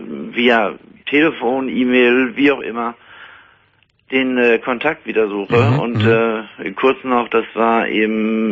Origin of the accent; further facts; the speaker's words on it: Ostrhauderfehn, Lower Saxony, Germany; Und das ist auch mein Ostrauderfehn. Rauderfehn ist mein Heimatort.